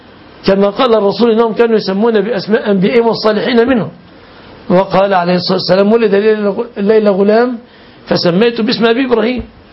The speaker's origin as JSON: {"language": "Arabic", "country": "Egypt", "said": "عندنا في مصر ما يفهمون المعاني كثيرا."}